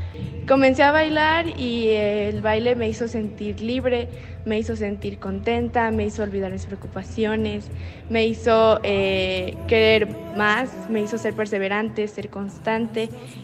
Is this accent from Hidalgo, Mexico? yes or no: yes; Hidalgo, Mexico; soy del estado de Hidalgo